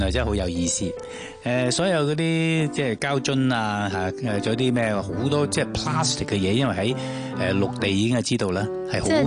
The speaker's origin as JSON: {"language": "Cantonese", "country": "Hong Kong", "said": "再呼吁一下我哋香港人"}